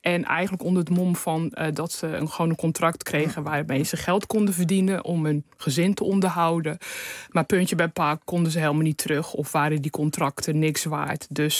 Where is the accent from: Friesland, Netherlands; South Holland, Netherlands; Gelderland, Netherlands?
South Holland, Netherlands; Rotterdam; En dat had mee te maken dat vroeger in Rotterdam, waar ik opgegroeid ben, werden elke week dansfeesten georganiseerd.